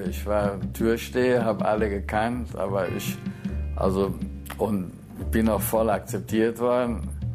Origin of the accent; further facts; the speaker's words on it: North Rhine-Westphalia, Germany; Ich bin als Kind so groß geworden im Ruhrgebiet und da war auf der Straße war ich schon eine Macht